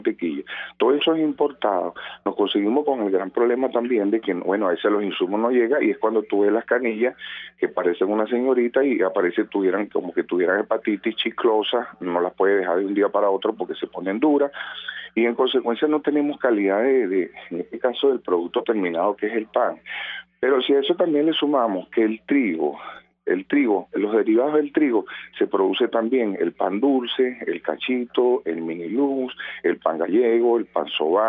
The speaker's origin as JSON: {"language": "Spanish", "country": "Venezuela", "said": "porque nosotros no nos merecemos esto como venezolanos."}